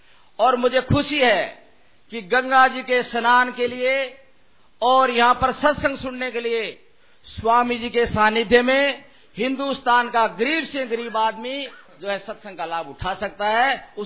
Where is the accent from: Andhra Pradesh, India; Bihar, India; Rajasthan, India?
Rajasthan, India; मैं राजस्थान के अंदर उस इलाके का रहने वाला हूं जो पानी की समस्या है।